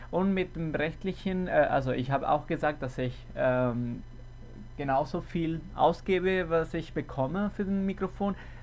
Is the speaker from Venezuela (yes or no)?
yes; Caracas, Capital District, Venezuela; Wir fangen mit einem Kerl aus Caracas, Venezuela. Das ist, wo ich herkomme.